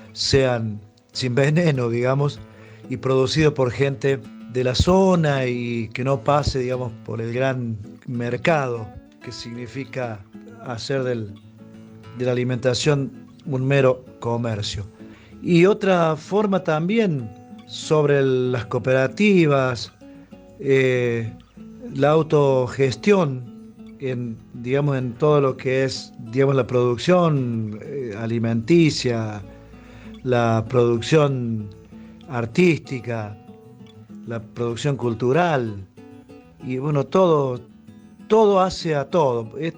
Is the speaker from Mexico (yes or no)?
no; Capilla del Monte, Córdoba, Argentina; soy de Capilla del Monte, me he criado más al norte, tirando al Carrizal, Las Lajas, ahí nos hemos criado.